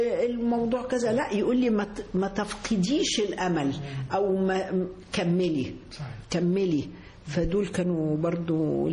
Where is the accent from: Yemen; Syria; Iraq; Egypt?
Egypt; زي التاريخ عندنا في مصر، أنت في مصر عندك تاريخ مش عند حد